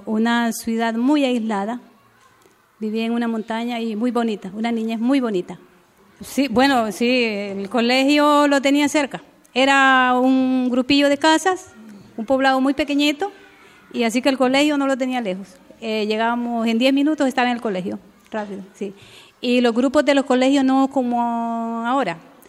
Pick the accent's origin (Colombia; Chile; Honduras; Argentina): Honduras; born there; yo nací en Centroamérica, en un país que se llama Honduras. Es frontera con El Salvador, con Nicaragua y con Guatemala.